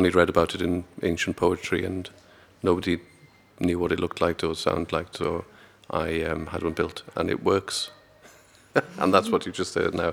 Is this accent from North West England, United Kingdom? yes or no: no; Aberystwyth, Wales, United Kingdom; I had some sort of bad experiences in growing up in Aberystwyth